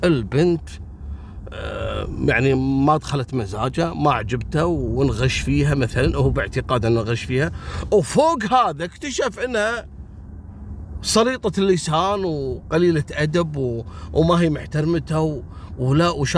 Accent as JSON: {"language": "Arabic", "country": "Kuwait", "said": "حتى عندنا في الكويت رجل ما يشوف المرأة اللي تقدم لها"}